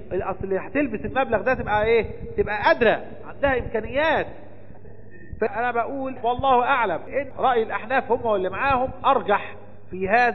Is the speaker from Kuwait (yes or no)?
no; Egypt; لكن العلماء عندنا في مصر قالوا التقدير الآن بالفضة